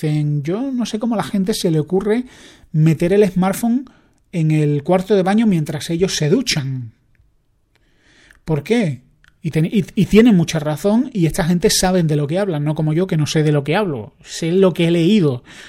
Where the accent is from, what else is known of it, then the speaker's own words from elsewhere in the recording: Andalusia, Spain; Yo que soy andaluz, voy siempre con la idea de que me van a robar.